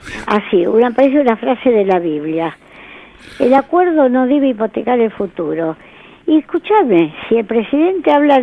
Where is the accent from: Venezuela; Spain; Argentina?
Argentina; Quiero que quiero como argentina aportar.